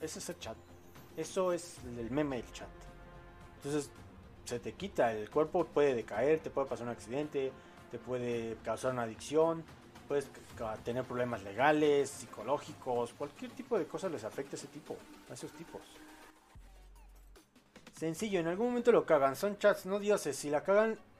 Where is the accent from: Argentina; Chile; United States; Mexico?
Chile; por lo que ocurrirá en mi país, Chile